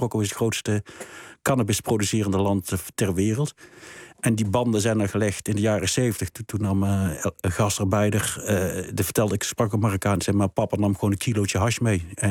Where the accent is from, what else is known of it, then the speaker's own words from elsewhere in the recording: North Brabant, Netherlands; Kijk, Brabant is natuurlijk een geval apart. Ik ben zelf Brabander.